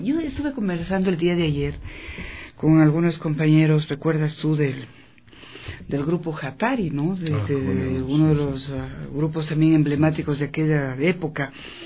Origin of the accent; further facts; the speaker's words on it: Ecuador; dentro de nuestra literatura, de nuestra identidad, ¿no?, como ecuatorianos.